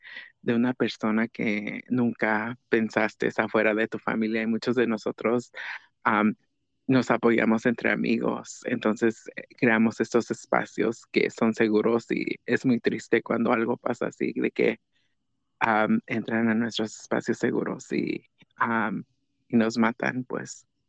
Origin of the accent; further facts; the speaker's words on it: Oaxaca, Mexico; yo soy una mujer transgénero, yo soy de Oaxaca, y yo soy una artista